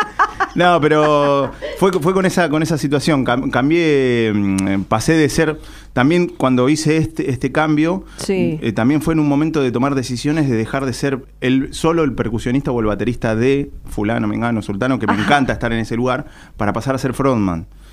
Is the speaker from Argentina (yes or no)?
yes; Buenos Aires, Argentina; born there; Nací en Capital Federal por una circunstancia, casual, que justo mi viejo estaba acá y con mi vieja, y bueno, estuve un año viviendo acá en Capital, en el 75 cuando nací, y bueno, yo nací acá.